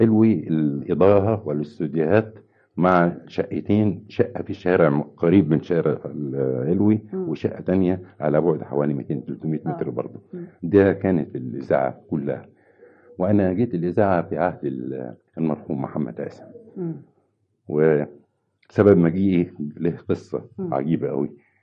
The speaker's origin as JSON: {"language": "Arabic", "town": "Helwan", "region": "Cairo Governorate", "country": "Egypt", "tie": "born or raised there", "also_born_or_lived": "Tanta", "said": "وولدت في مدينة طنطا لكن ما بقتش فيها كتير. رجعنا يعني كان في ظروف صحية لوالدي، فخدنا كان يجب أن يستشفى في مدينة حلوان، فجينا مدينة حلوان."}